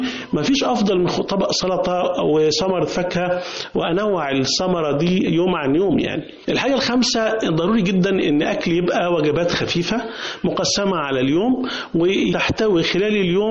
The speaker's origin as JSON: {"language": "Arabic", "country": "Egypt", "said": "اكله الفول المحببه لينا كمصريين فيها اوميجا 3"}